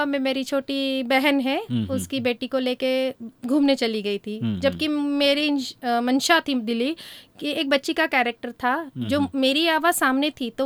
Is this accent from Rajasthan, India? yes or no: no; Mumbai, Maharashtra, India; मैं बॉम्बे से हूँ